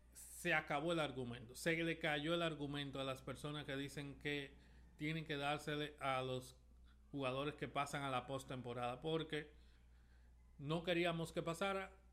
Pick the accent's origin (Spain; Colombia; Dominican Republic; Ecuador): Dominican Republic; como dominicanos queremos que el dominicano se lleve todos los premios que estén disponibles